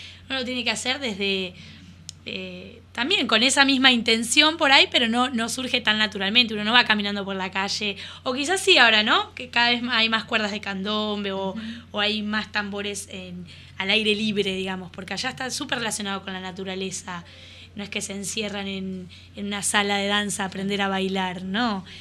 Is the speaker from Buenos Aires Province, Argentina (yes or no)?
yes; La Plata, Buenos Aires Province, Argentina; sino que estoy acá, soy platense